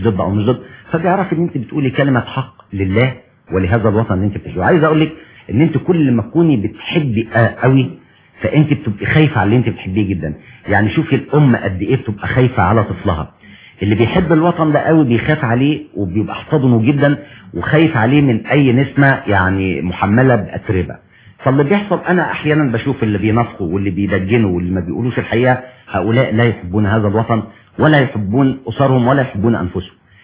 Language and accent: Arabic; Egypt; والله حضرتك احنا للاسف الشديد مشاكلنا في مصر بتتكرر